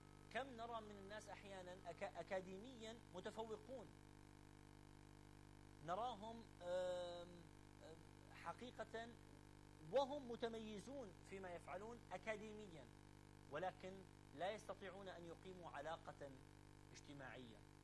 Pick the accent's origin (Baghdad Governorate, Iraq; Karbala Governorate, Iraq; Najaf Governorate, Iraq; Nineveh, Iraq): Nineveh, Iraq; Mosul; بس أنا من الموصل، يعني هذه الحقيقة